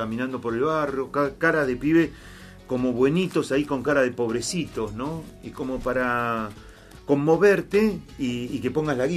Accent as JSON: {"language": "Spanish", "region": "Buenos Aires", "country": "Argentina", "said": "Ah, mire, buenos que somos nomás los porteños."}